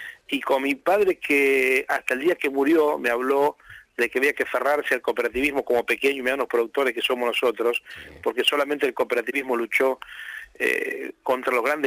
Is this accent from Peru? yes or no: no; Argentina; como argentino le digo esto